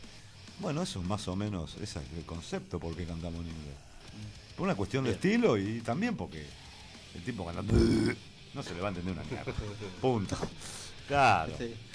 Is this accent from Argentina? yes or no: yes; Argentina; Soy tan argentino como cualquier argentino. No cambio nacionalidad.